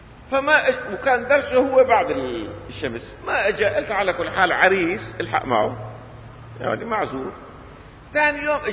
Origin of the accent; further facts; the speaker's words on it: Syria; املي في الحياه اني اشوف الامه العربيه بدءا من بلدنا سوريا